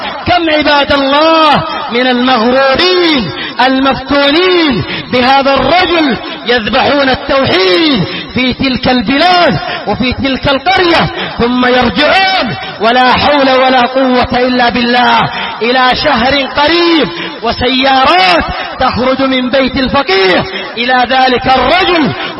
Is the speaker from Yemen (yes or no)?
yes; Yemen; وهذا موجود في بعض بلادنا اليمنية